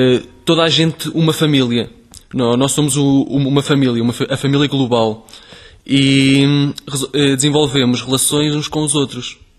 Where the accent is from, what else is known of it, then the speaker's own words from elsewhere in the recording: Torrozelo, Centro, Portugal; pessoas da minha terra, que eu vivo em Torrozelo